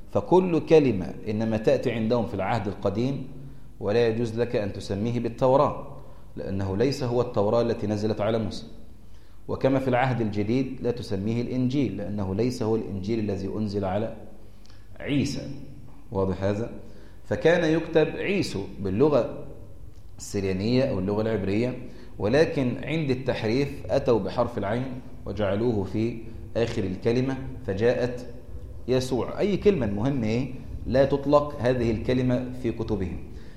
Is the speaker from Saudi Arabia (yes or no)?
no; Egypt; الكنيسة الإنجيلية عندنا في مصر